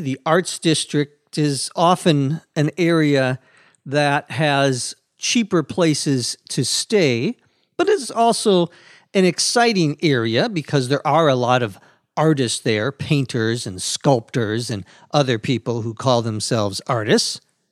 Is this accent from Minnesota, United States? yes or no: yes; St. Paul, Minnesota, United States; And there were, especially in cities such as Boston, New York, Chicago, and my hometown, St. Paul, ethnic areas where the Irish lived.